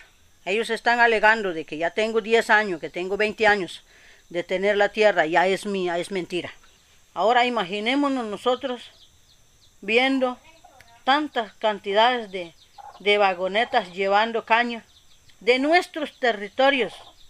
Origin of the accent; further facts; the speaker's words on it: Salitre, Puntarenas, Costa Rica; soy indígena, bribri, de Salitre, y vivo en mi territorio.